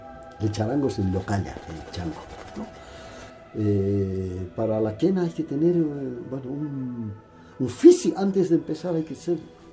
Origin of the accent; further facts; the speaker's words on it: Bolivia; Yo como boliviano consciente y querendón de la patria